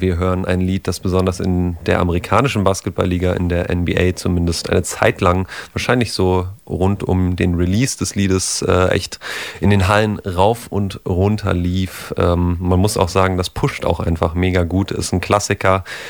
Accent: Potsdam, Brandenburg, Germany; habe mit 14 in meiner Heimatstadt in Potsdam mal im Verein gespielt

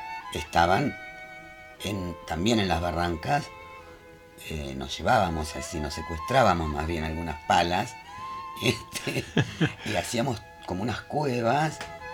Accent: Tres Arroyos, Buenos Aires Province, Argentina; En provincia de Buenos Aires, en Tres Arroyos. Pero mi infancia la pasé en el campo, que es linda.

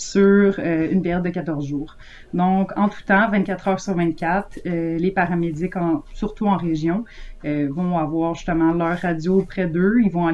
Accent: La Tuque, Quebec, Canada; si tu vas à la TUC, ma ville natale

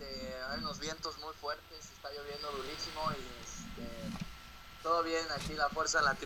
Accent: Mexico; now in Netherlands; y pues bueno, aquí estamos todos los mexicanos disfrutando de los quesos y de los tulipanes

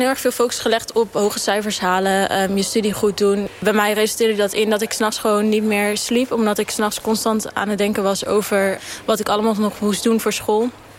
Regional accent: The Hague, South Holland, Netherlands; ik ben 21 jaar en ik kom uit Den Haag.

